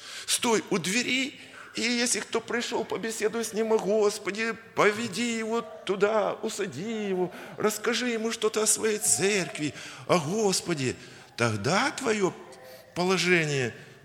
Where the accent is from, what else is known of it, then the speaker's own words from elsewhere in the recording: Kyiv, Ukraine; я киевлянин.